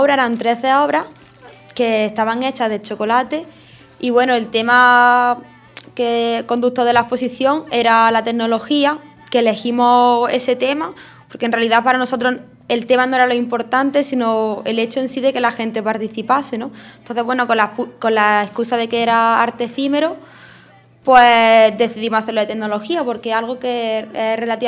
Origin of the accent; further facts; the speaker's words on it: Madrid, Community of Madrid, Spain; also born or lived in Jaén / Granada; Yo soy de Madrid, pero bueno, he estado viviendo muchos años en Jaén y en Granada también unas cuantas.